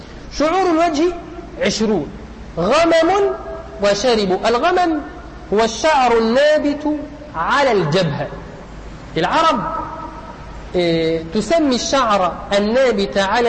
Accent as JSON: {"language": "Arabic", "country": "Egypt", "said": "يعني نحن كمصريين"}